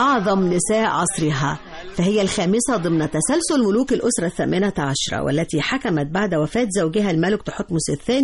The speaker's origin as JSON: {"language": "Arabic", "country": "Egypt", "said": "لازلنا نتذكرها نحن كمصريين حتى الآن"}